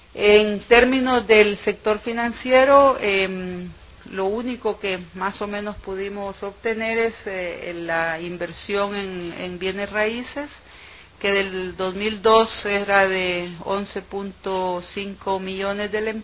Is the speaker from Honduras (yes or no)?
yes; Honduras; en Centroamérica somos los segundos en turismo